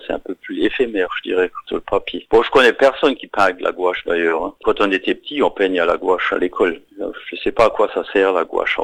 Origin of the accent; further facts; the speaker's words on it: Stiring-Wendel, Grand Est, France; à Styrin-Vandel, là d'où je viens, en Moselle, dans le 57.